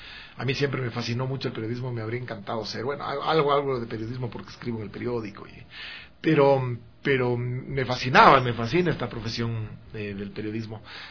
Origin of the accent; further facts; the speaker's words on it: Quito, Pichincha, Ecuador; yo nací en Quito, fíjate que yo no soy, digamos, nací en Quito y he vivido toda mi vida acá, pero mi padre es ambateño, mi mamá es española, no tengo nada de quiteño, pero soy quiteño